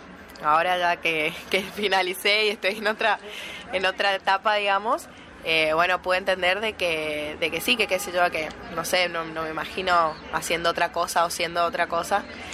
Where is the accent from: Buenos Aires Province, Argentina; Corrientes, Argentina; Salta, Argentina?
Corrientes, Argentina; Bueno, nosotros somos de Corrientes